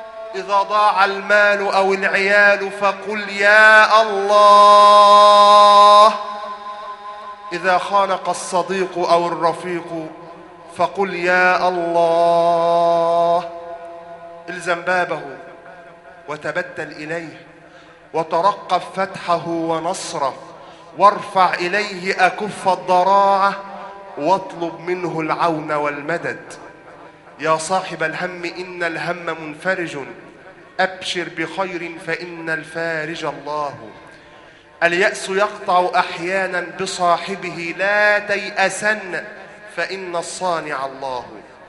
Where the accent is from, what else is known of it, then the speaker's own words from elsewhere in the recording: Egypt; اللهم اجعل بلدنا مصر أمنا أمانا